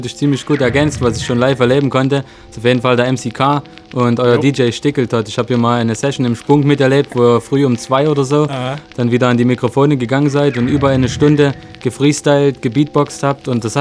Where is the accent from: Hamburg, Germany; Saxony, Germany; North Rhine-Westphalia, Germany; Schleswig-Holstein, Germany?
Saxony, Germany; Freiberg; der eine Weile in meiner Heimatstadt Freiberg gewohnt hat